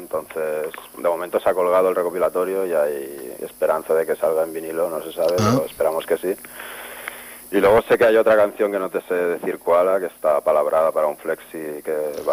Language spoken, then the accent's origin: Spanish; Spain; first language Catalan; Spanish is a second language; yo siempre lo he visto como algo natural, ya que es mi lengua materna y a la hora de escribir, pues, no sé, a mí me sale en catalán